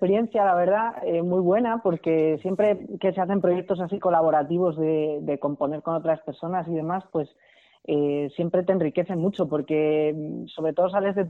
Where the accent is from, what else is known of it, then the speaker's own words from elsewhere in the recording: Segovia, Castile and León, Spain; born there; now in Madrid, Spain; yo nací en Segovia